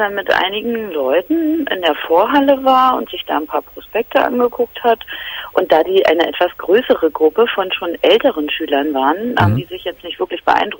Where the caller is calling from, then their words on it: Berlin, Germany; Und zwar hat bei uns in Berlin-Charlottenburg